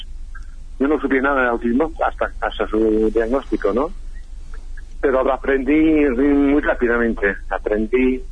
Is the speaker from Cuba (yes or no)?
no; United Kingdom; Spanish is a second language; now in Argentina; hay algunas cosas que son mejores en mi país, en el Reino Unido, que en Argentina, pero otras cosas que son peores.